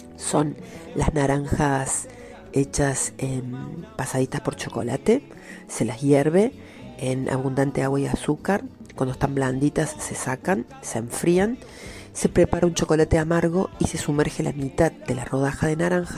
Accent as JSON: {"language": "Spanish", "country": "Argentina", "said": "Más nosotros que somos argentinos, que tenemos otro estilo."}